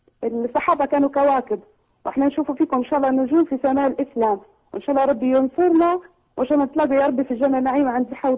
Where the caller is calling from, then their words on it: Italy; من إيطاليا، من فضلك ممكن تحدث مع الشيخ